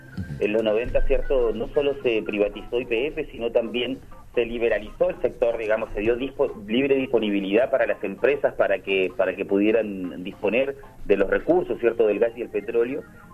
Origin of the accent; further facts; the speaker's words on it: Chile; De hecho, yo soy chileno, por ejemplo, ¿no?